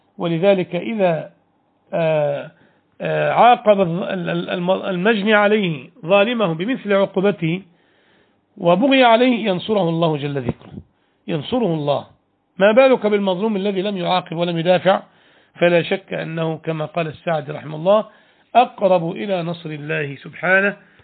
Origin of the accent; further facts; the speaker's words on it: Egypt; كان في أوائل التسعينات أو قبلها بقليل في بلادنا مصر